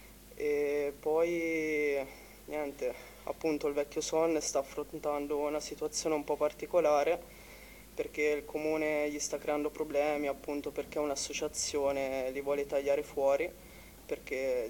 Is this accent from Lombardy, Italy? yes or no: no; Perugia, Umbria, Italy; io per dire vengo da Perugia